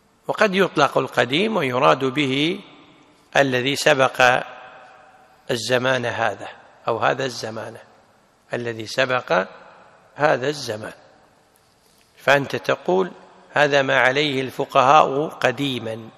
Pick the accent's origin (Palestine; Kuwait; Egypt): Kuwait; عندنا في الكويت اسمها وزارة التخطيط.